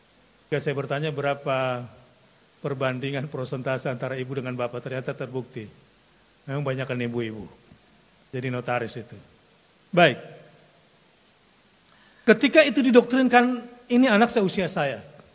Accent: South Sulawesi, Indonesia; ayah saya seorang pelaut, nenek moyangku, seorang pelaut. Karena saya aslinya orang Solo, Sulawesi maksudnya, dari selatan.

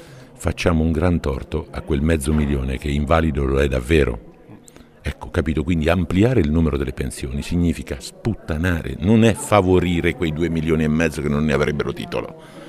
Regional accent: Umbria, Italy; Io vengo dalla regione dell'Umbria, che ha appena finito la sua ricostruzione del disagio.

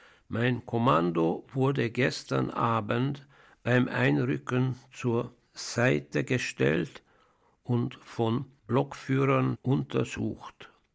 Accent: Budapest, Hungary; now in Switzerland; Ich bin in Ungarn, in Budapest, geboren am 6. April 1930 und lebe jetzt in der Schweiz. Diese Kriegszeit habe ich in Ungarn verbracht.

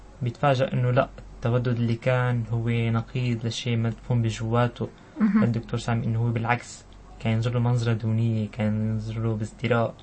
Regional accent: Syria; اول شيء بهديه طبعا لوطننا الحبيب والغالي بلدنا سوريا

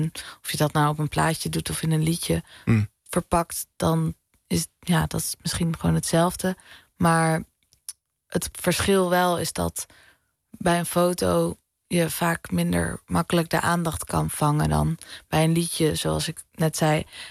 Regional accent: Amsterdam, North Holland, Netherlands; ik kom uit de Pijp in Amsterdam en dat die wijk is volledig veranderd.

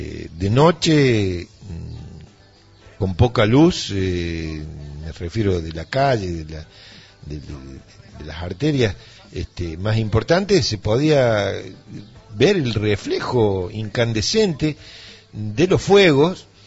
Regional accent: Villa Dolores, Córdoba, Argentina; una realidad que es la que supe vivir yo durante mi niñez, mi adolescencia, aquí en Tras la Sierra. Solía vivir en Villa Dolores, nací en Villa Dolores también

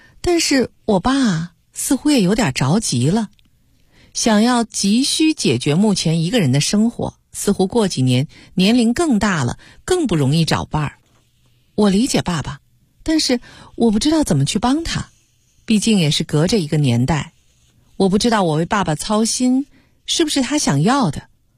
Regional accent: China

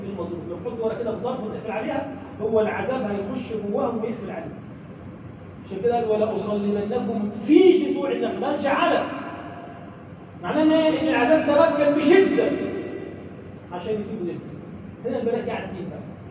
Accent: Egypt; اللهم اجعل بلدنا مصر بلدا امنا، مطمئنا، سخاء، رخاء

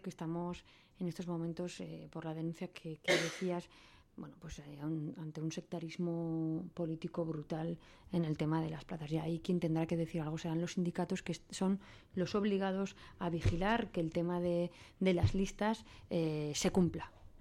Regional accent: Cintruénigo, Navarre, Spain; pues yo que soy de Cintrónigo

